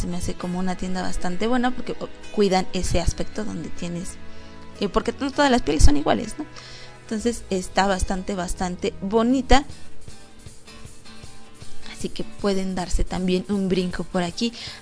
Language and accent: Spanish; Mexico; Aquí ya me ubicó que yo soy de México, porque entré a la página y obviamente me aparece luego, luego que soy de México.